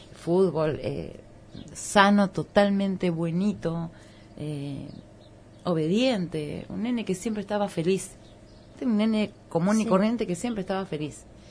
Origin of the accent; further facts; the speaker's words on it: Concordia, Entre Ríos, Argentina; Yo vengo de un lugar, yo vengo de Concordia, Entre Ríos, pueblo.